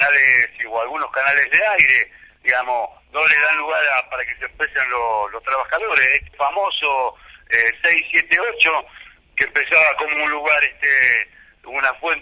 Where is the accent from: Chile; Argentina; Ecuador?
Argentina; Esta es mi lectura como argentino, como militante, como peronista.